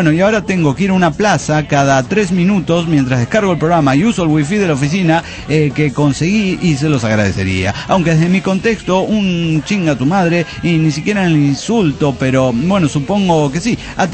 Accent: Bolivia; yo vengo de Bolivia, soy extranjero

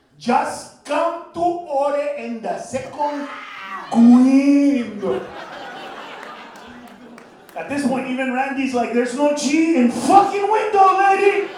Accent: California, United States; Because I grew up in the Maravilla projects, so Pino, Cedro, whatever.

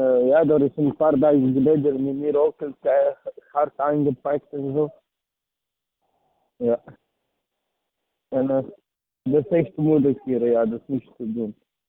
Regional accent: Serbia; now in Antwerp, Belgium; Ik kom van Servië. En ik woon. Ik woon al 18 jaar in België.

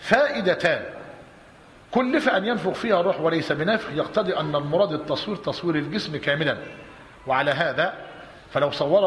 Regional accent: Egypt; الثاني اللي هي عندنا في مصر القباب

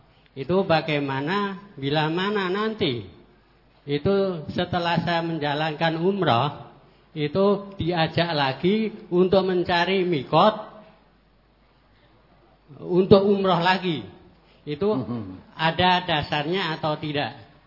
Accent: Kota Bangun, East Kalimantan, Indonesia; Jadi saya dari Kota Bangun, Kabupaten Kutai Kartanegara.

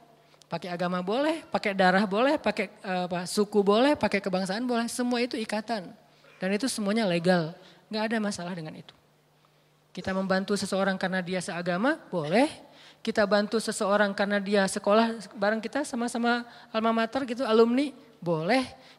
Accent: Aceh, Indonesia; Kenapa kamu bantu pas gempa di Aceh? Itu kampung saya. Emangnya yang gempa di Aceh doang? Ya gak masalah, tapi itu kampung saya gitu.

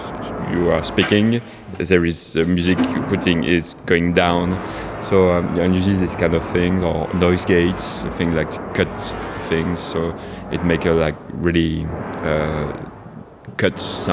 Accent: France; now in Spain; I'm from France too, but I'm living in Spain.

